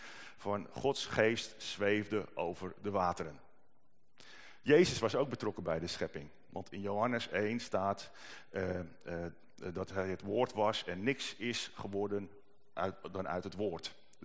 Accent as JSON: {"language": "Dutch", "town": "Mijdrecht", "region": "Utrecht", "country": "Netherlands", "said": "Ik kom uit Meidrecht, dus het is een thuiswedstrijd voor ons."}